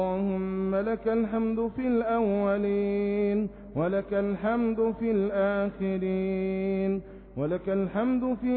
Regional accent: Egypt; اللهم ربنا احفظ بلدنا مصر بحفظك

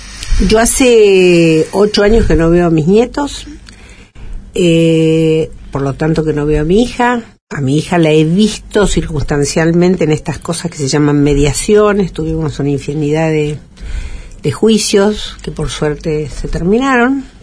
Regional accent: Italy; yo no puedo comprarlo esto, porque yo soy italiana

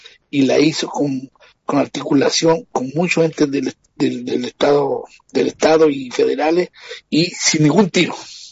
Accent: Chile; now in Brazil; Yo soy de Chile y sí. Vivo aquí en Brasil hace 17 años.

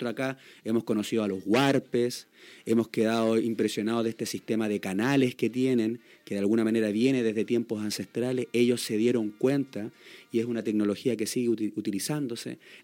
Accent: Santiago, Santiago Metropolitan Region, Chile; Yo, por ejemplo, soy de Santiago.

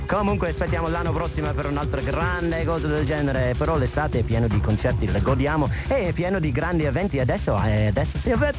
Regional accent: Ireland; Italian is a second language; essendo irlandese questo è più vicino a tempo mio

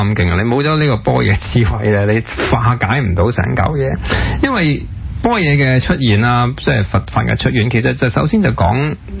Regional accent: Hong Kong; 咁既然香港系我家，虽然我个中学又唔喺度读，我大学又唔喺度读，但我有一份嘅对香港有一个归属感。呢度系我成长啊，我爸爸喺度养大我啊，咁我爷爷喺度

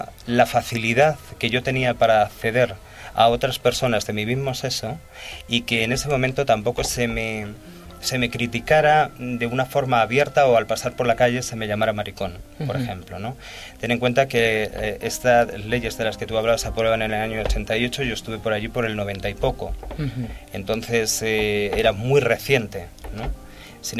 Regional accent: Spain; por cómo se me escucha hablar, pues se nota que evidentemente soy español

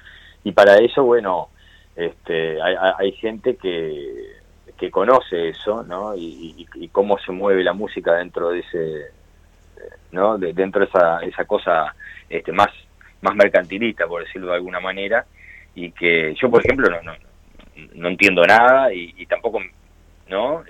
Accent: Montevideo, Uruguay; No, soy montevideano.

